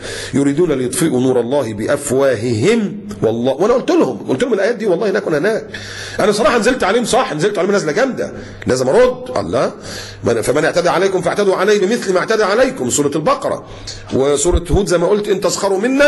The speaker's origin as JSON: {"language": "Arabic", "country": "Egypt", "said": "واللي كان بيحصل برضو عندنا في مصر"}